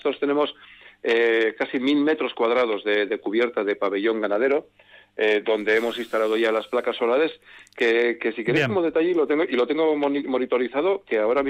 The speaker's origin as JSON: {"language": "Spanish", "town": "Otxandio", "region": "Basque Country", "country": "Spain", "said": "Bueno, de Otxandio, de Otxandio, de Otxandio, entre Otxandio y Aramayo, y en mi DNI pone que soy de Aramayo."}